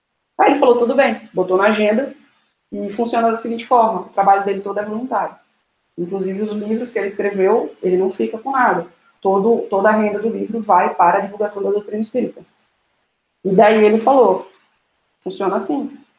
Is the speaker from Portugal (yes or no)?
no; Salvador, Bahia, Brazil; E a gente é de Salvador, então pense na fome com a vontade de comer.